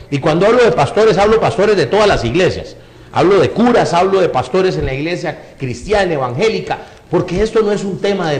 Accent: Costa Rica; Y usted aquí en Costa Rica, que es mi patria, donde yo precisamente veo mi pueblo que está pereciendo por falta de ese conocimiento.

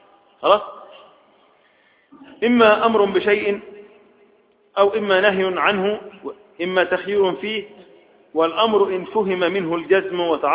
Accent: Egypt; احنا عندنا في مصر عرف، اهل بحر لهم عرف، اهل الصعيد لهم عرف

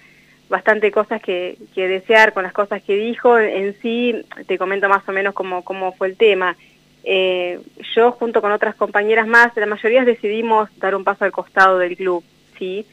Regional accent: General Belgrano, La Pampa, Argentina; Yo vengo de General Belgrano

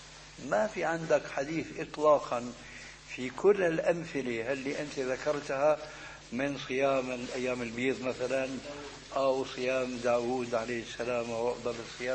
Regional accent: Syria; كما يقولون عندنا في الشام بدنا نشطح

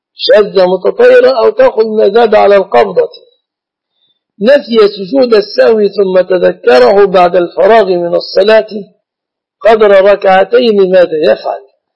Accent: Jordan; الخطبة عندنا في الأردن تكون مكتوبة

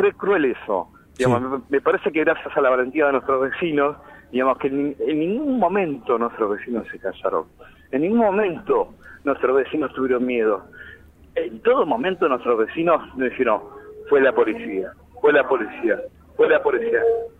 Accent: Argentina; Nosotros tenemos origen paraguayo, somos argentinos de esta generación, vivimos, en el caso de Gabriel, 45 años, en el caso mío, 52, somos re argentinos

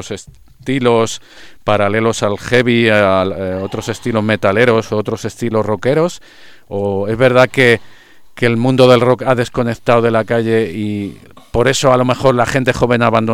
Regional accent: Madrid, Community of Madrid, Spain; Yo, por ejemplo, soy de San Blas

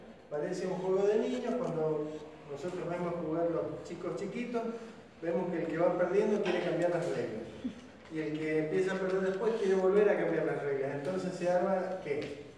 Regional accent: Argentina; ya somos todos argentinos. Porque si nosotros tuvimos un abuelo turco, un abuelo italiano, un abuelo español, o un bisabuelo ya, yo creo que soy de los más chicos que tenía abuelo

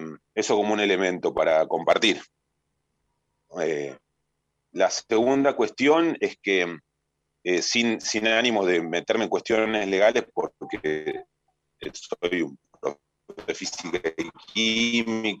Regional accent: Argentina; la reparación que nos merecemos como argentinos y argentinas, como sociedad

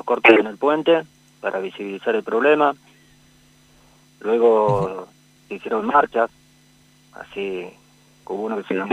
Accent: Rosario, Santa Fe, Argentina; Crecí en Rosario.

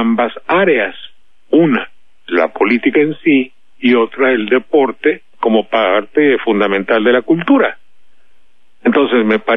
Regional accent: Veracruz, Mexico; yo le expliqué un poco que soy tan veracruzano como cualquiera

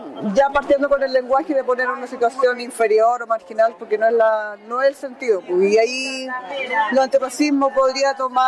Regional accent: Temuco, Araucanía, Chile; de Temuco, pero también mi procedencia es de una comunidad que queda al interior de la comuna de Freire, de cercano a Temuco. Vivo en los dos lugares.

